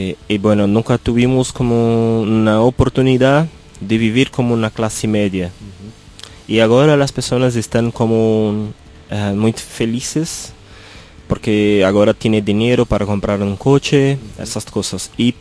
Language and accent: Spanish; São Paulo, Brazil; Spanish is a second language; somos de Sao Paulo, la ciudad que ahora tiene como 21 millones de personas.